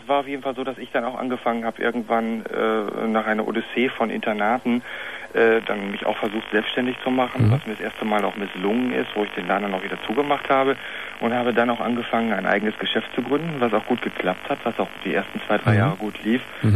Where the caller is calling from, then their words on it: Berlin, Germany; Ich komme auch aus Berlin an.